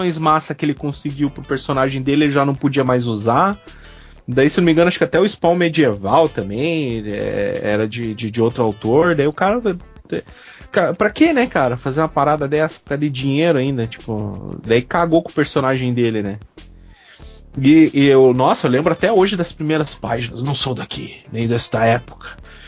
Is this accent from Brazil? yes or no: yes; Curitiba, Paraná, Brazil; que eu sou nascido e criado em Curitiba, cara.